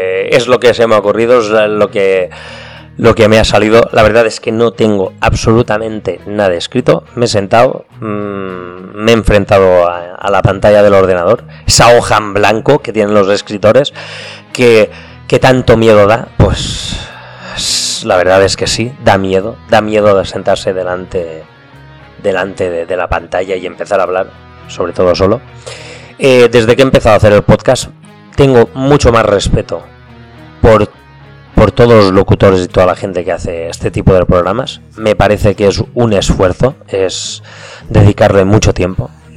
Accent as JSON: {"language": "Spanish", "region": "Valencian Community", "country": "Spain", "accent": "Valencian", "said": "Y es que soy valenciano y se me escapa de vez en cuando alguna palabreja de mi dialecto."}